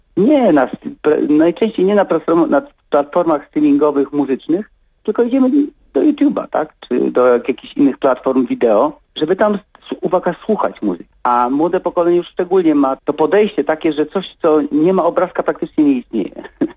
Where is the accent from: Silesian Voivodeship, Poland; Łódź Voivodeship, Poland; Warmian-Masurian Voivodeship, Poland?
Silesian Voivodeship, Poland; Częstochowa; born there; na plebanii kościoła świętej Barbary w Częstochowie, a to był na dawnym wicet pauliński. I tam wszyscy przyszliśmy na świat w tym właśnie mieszkaniu służbowym, w przepięknych wnętrzach pod renesansowymi sklepieniami.